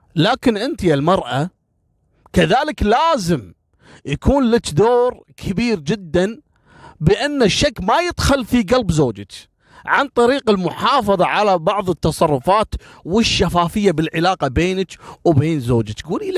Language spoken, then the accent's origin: Arabic; Kuwait; الحين احنا عندنا في الكويت